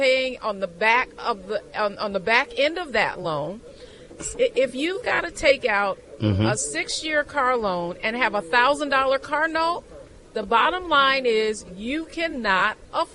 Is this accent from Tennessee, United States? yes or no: no; Detroit, Michigan, United States; Yes, I'm from Detroit. Detroit has made a comeback in terms of their auto sales.